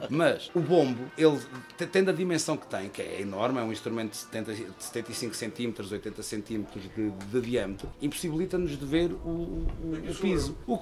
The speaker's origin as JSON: {"language": "Portuguese", "town": "Ornelas do Zêzere", "region": "Castelo Branco", "country": "Portugal", "tie": "born or raised there", "lives_now": "Fundão, Portugal", "said": "Sim, sou natural, de Ornelas do Zezer, moro no Fundão há 30 anos."}